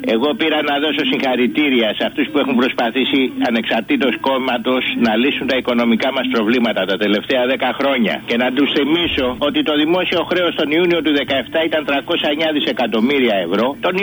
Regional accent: Greece; Λοιπόν, άκου να δεις, φίλε μου, εγώ είμαι ένας Έλληνας πολίτης, περήφανος.

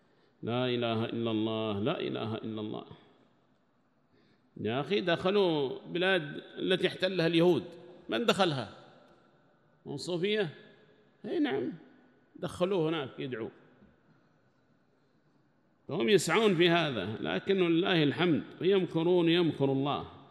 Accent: Yemen; وأما نحن لله الحمد وسع الله علينا في بلدنا اليمن

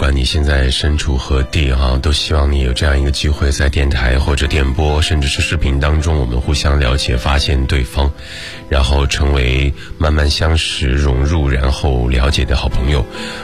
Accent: Shandong, China; now in Beijing, China; 先说说我对大城市的感觉，因为我的故乡在山东。当我大学毕业之后，我在想我到底要去哪座城市工作生活学习的时候

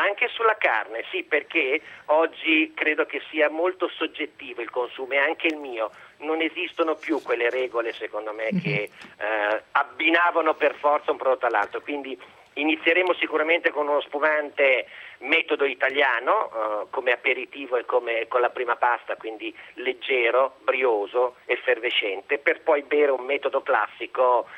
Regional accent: Emilia-Romagna, Italy; Come emiliano

